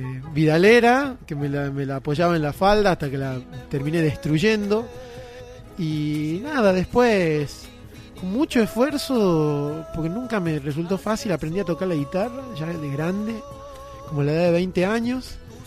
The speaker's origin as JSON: {"language": "Spanish", "region": "Tucumán", "country": "Argentina", "tie": "born there", "lives_now": "Luyaba, Argentina", "said": "soy tucumano de nacimiento, he tenido la suerte, creo, de haber vivido en muchos lugares y vivo actualmente en Luyaba"}